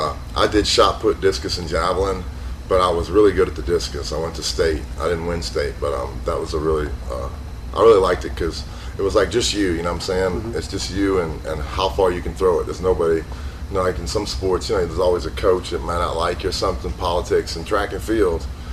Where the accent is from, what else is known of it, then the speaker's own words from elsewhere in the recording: New Orleans, Louisiana, United States; First of all, I was born in New Orleans, Louisiana. You know, I was born in 1969. I grew up and spent all my childhood in New Orleans.